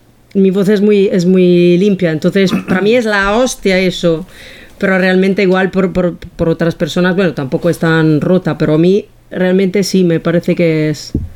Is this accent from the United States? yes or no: no; Italy; Spanish is a second language; yo lo sabía porque soy italiana y en Italia ya estaba.